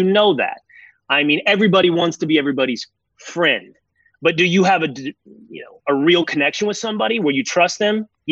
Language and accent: English; Sherman, Texas, United States; But I'm from a small town in Texas. I'm from Sherman, Texas. It's about an hour from Dallas. It's not a suburb. It's a 30,000-person standalone city.